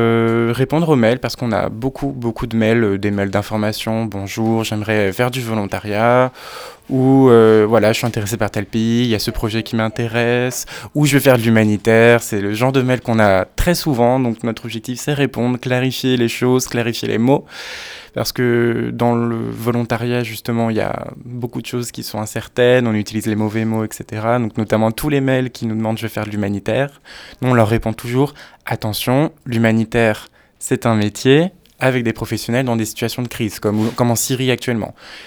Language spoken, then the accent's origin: French; France; Je suis français, donc je suis là depuis 3 mois maintenant.